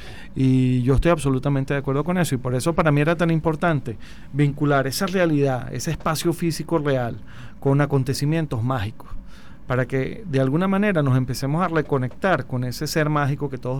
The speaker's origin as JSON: {"language": "Spanish", "town": "Caracas", "region": "Capital District", "country": "Venezuela", "said": "nuestra identidad como venezolanos, como caraqueños"}